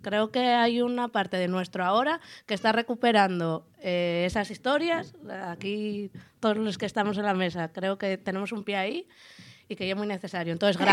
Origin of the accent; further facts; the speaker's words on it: Arriondas, Asturias, Spain; yo soy de Les Arriondes. Es verdad que tengo vinculación con Xixón porque toda la familia de mi padre y de aquí